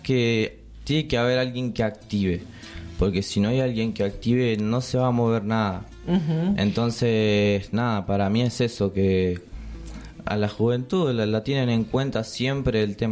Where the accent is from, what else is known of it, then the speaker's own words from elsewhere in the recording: Merlo, San Luis, Argentina; also born or lived in Santa Rosa; No, nací acá en Merlo, pero bueno, toda mi familia es de allá, de Santa Rosa.